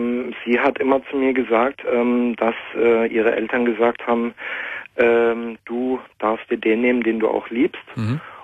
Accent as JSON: {"language": "German", "country": "Germany", "said": "ich bin Deutscher."}